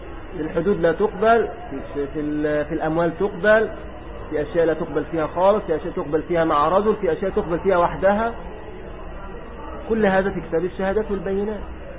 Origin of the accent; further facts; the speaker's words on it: Egypt; هذا موجود عندنا في مصر